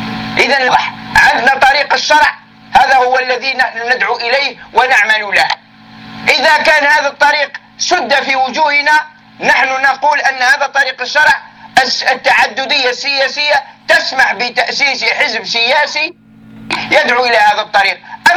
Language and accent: Arabic; Algeria; نحن شعب جزائري مسلم.